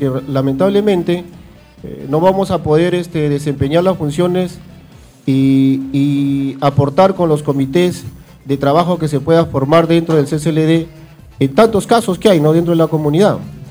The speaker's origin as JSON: {"language": "Spanish", "town": "Pachacútec", "region": "Callao", "country": "Peru", "said": "al menos de donde yo vengo, de Pachacútec"}